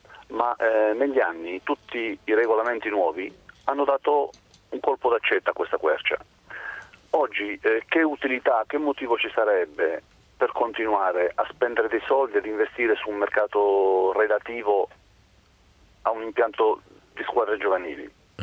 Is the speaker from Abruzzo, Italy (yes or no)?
yes; Vasto, Abruzzo, Italy; io sono di Vasto, in provincia di Chieti.